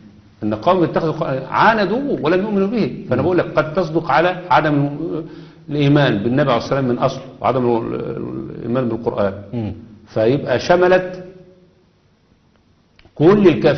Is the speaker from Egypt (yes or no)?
yes; Egypt; زي عندنا في مصر كده، احنا عندنا في مصر عامة الناس عندها حياء